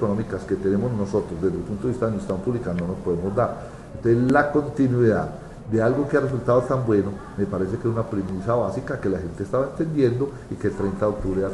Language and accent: Spanish; Antioquia, Colombia; soy un antioqueño que estoy aferrado enormemente a la posibilidad